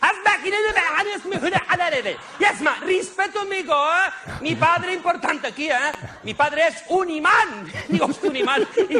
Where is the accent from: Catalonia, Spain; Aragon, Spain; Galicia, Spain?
Catalonia, Spain; Barcelona; Mi segundo hogar, porque yo soy de Barcelona, pero me encanta Madrid.